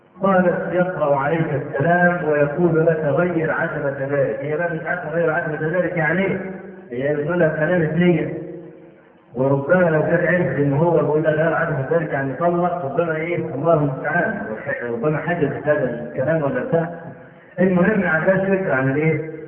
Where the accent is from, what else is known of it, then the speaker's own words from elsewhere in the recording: Egypt; نعرف رجلا من أعيان الجيزة عندنا في مصر